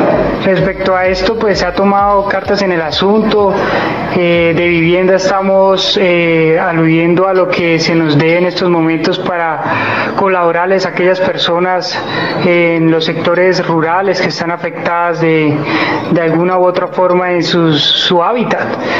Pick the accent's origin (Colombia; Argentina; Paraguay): Colombia; San Francisco, Cundinamarca; Bueno, sencillamente … es de acá de San Francisco, criado, educado de acá. Salí en el año 2006 del Colegio República de Francia